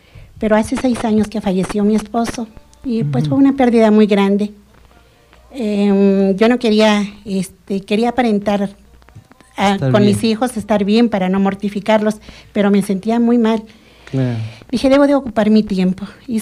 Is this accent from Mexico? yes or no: yes; Amecameca, State of Mexico, Mexico; De aquí, de Amecameca. Nací aquí en Amecameca, fuimos 10 hermanos